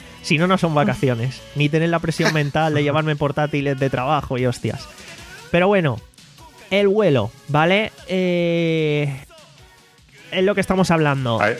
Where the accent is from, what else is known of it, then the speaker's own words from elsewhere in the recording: Alicante, Valencian Community, Spain; somos de Alicante, de aquí no hay vuelo directo ni muchísimo menos, entonces tenemos que salir desde Madrid